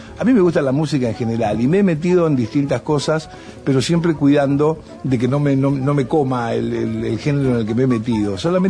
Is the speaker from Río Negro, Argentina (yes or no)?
no; Rosario, Santa Fe, Argentina; born there; soy argentino, porque nací en Rosario, pero también soy nieto de andaluces y piamonteses y viajo por todos lados.